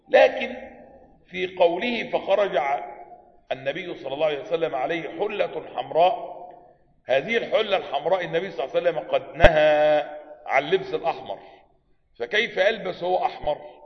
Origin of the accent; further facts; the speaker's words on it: Egypt; معظم الاخوة عندنا في مصر ظنوا ان من سنة السلفية انه يلبس عباية